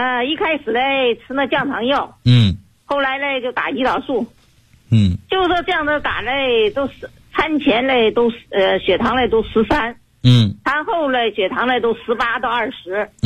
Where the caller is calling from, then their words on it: Guangzhou, Guangdong, China; 我是来自广州市的学员。